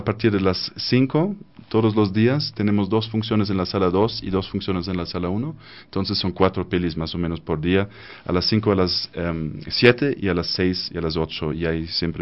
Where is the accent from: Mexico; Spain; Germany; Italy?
Germany; Spanish is a second language; como alemán, nosotros desde la niñez tenemos casi un bombardeamiento de películas que tenemos que ver